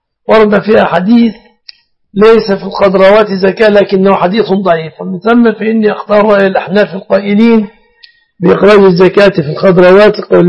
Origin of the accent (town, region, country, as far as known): Egypt